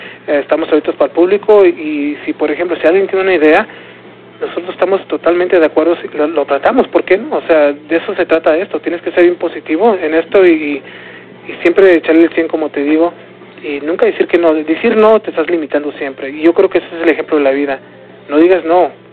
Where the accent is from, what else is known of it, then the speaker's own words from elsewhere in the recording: San Diego, California, United States; nosotros como somos de San Diego, pues allá ya la gente ya nos conoce